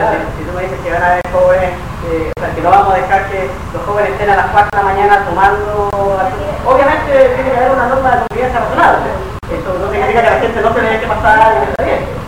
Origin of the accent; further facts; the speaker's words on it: Valparaíso, Chile; born there; Yo soy porteño de nacimiento, hace hartos años que lo veo acá